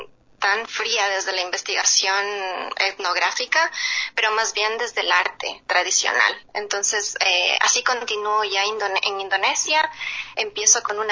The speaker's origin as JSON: {"language": "Spanish", "country": "Ecuador", "tie": "born or raised there", "said": "para mí, que crecí y viví en Ecuador toda la vida"}